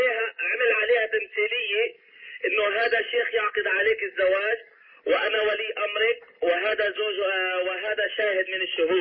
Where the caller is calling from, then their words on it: United States; حياك الله يا أخي الكريم، أنا بتكلم من أمريكا